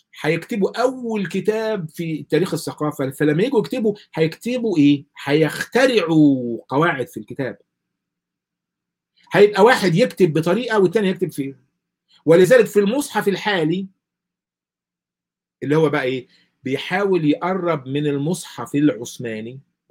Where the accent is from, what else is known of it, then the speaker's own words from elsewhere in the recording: Egypt; إحنا ما إحنا بنتكلم اللهجة اللي أنا بقولها ديت اللهجة المصرية.